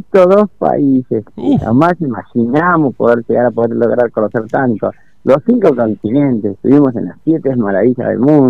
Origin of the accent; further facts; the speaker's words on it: Sierra de la Ventana, Buenos Aires Province, Argentina; also born or lived in San Francisco; yo nací, pero nada más que nací en California, San Francisco, pero me crié en Sierra de la Ventana, ya el año de vida estaba allá.